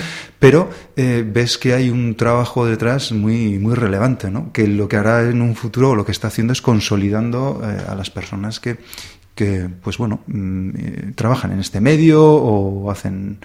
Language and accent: Spanish; Berriozar, Navarre, Spain; somos de Berriozar, aunque hay personas también de otros lugares de Navarra e incluso desde fuera de Navarra que nos acompañan gustosamente